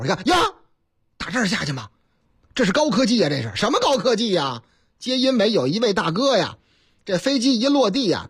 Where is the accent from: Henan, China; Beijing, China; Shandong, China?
Henan, China; Zhengzhou; 您听这个口音还听不出来吗？我老家河南郑州，啊，不是我那个唯一的老家，哎，我老家多